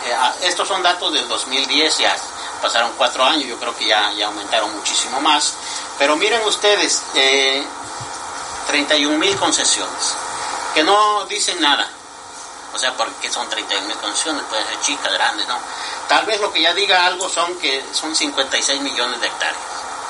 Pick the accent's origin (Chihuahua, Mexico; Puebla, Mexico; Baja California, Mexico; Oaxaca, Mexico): Oaxaca, Mexico; Yo soy oaxaqueño, toca allá abajo